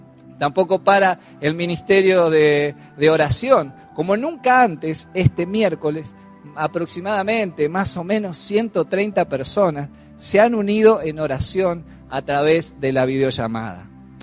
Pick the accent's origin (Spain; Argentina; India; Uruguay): Argentina; no sé si como latinos o como argentinos que somos